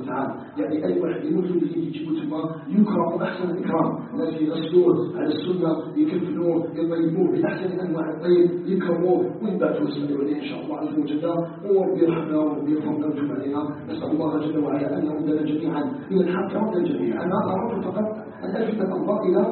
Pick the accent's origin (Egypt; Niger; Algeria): Algeria; أن يجعل بلدنا الجزائر بلداً آمناً مطمئناً